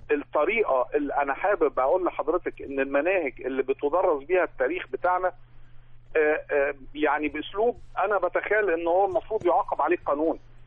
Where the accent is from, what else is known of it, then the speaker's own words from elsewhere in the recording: Alexandria, Alexandria Governorate, Egypt; من اسكندريه.